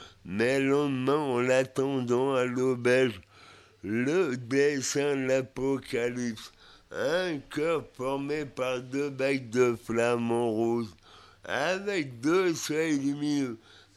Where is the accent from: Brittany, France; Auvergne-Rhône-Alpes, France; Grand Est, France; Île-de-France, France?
Brittany, France; Brest; j'arrivais dans ma ville natale, à Brest